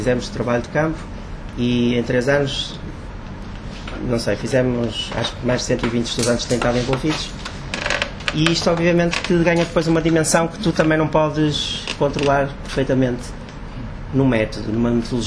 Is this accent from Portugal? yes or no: yes; Portugal; sou português, não vivo em Angola, venho cá períodos mais ou menos 6 em 6 meses, e também estou a fazer um doutoramento em Londres